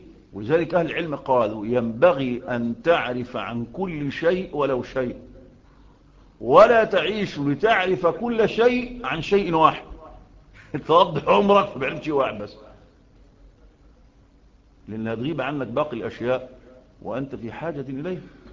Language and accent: Arabic; Egypt; لأن القانون عندنا في مصر بيلم يعني الزبالات